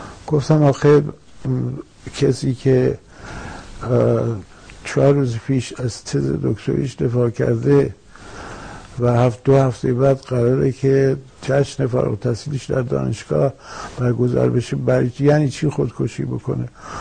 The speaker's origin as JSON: {"language": "Persian", "country": "Iran", "said": "درسته که اکنون بیرون از ایران هستم، ولی به هر حال ایران با من، ایران در من، زبان فارسی میهن من است، من هر جو برم ایران با منه. تمام خوابهای من به فارسیه"}